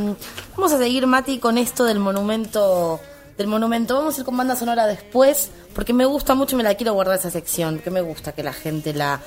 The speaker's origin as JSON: {"language": "Spanish", "country": "Argentina", "said": "hay un dato que como argentinos debemos saber"}